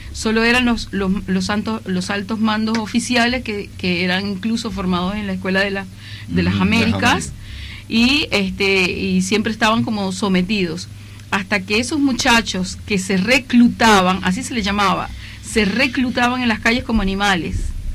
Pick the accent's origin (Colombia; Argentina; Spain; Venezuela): Venezuela; Yo soy precisamente de la zona petrolera, del occidente